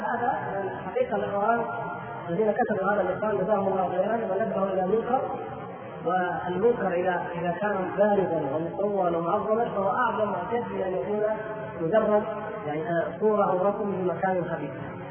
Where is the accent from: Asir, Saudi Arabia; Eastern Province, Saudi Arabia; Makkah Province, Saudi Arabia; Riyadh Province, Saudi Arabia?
Riyadh Province, Saudi Arabia; Riyadh; أنا من إخوانكم من أهل الرياض